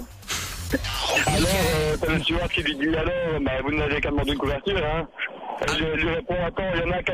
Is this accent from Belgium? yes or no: yes; Boussu, Wallonia, Belgium; Ben, moi, en fait, je suis de Boussu, donc c'est juste à côté de Mont, j'ai 22 ans.